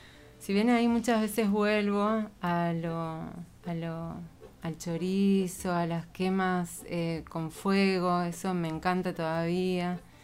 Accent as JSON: {"language": "Spanish", "town": "Santa María", "region": "Catamarca", "country": "Argentina", "tie": "born there", "said": "yo nací en Santa María, pero... no soy santamariana, o sea, uh-huh. mi papá es peruano, mi mamá uh-huh. era cordobesa, y a su claro. vez tengo abuelas que vienen de italiana"}